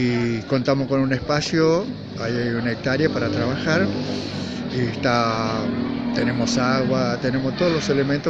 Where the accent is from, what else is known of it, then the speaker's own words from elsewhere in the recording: Salta, Argentina; moved away as an adult; also born or lived in Buenos Aires; now in Córdoba, Argentina; Porque yo vengo de zonas cálidas, yo nací en Salta, y si bien trabajé muchos años en Buenos Aires